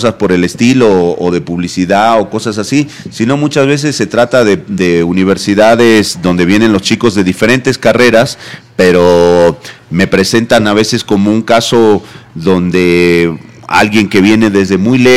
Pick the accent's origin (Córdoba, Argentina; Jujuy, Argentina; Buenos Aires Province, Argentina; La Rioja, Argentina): Jujuy, Argentina; Esa es la Quebrada de Humahuaca, esa es mi tierra natal.